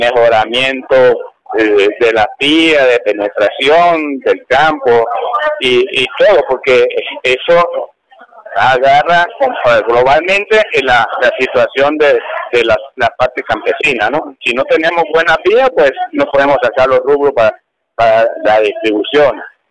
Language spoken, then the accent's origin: Spanish; Ceboruco, Táchira, Venezuela; nosotros somos de Ceboruco